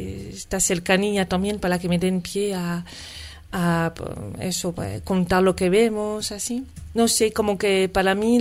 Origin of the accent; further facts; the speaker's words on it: France; now in Madrid, Spain; una francesa en Madrid, que vive aquí desde hace tiempo